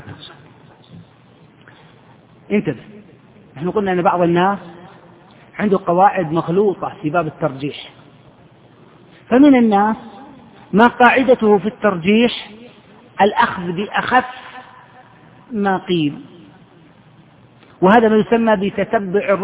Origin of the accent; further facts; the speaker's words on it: Saudi Arabia; العقوبة عندنا في السعودية 6 أشهر سجن وفصل من العمل.